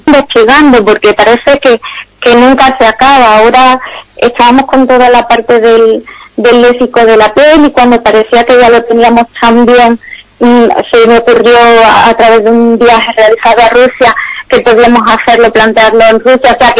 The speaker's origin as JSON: {"language": "Spanish", "town": "Ubrique", "region": "Andalusia", "country": "Spain", "tie": "born or raised there", "said": "que no era la única interesada sobre la historia de mi pueblo"}